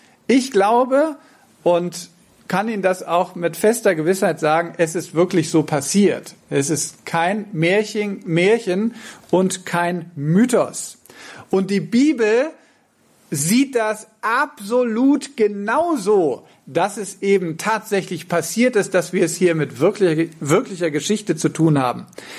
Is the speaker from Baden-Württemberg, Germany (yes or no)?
no; Verden an der Aller, Lower Saxony, Germany; ich komme aus Verden an der Aller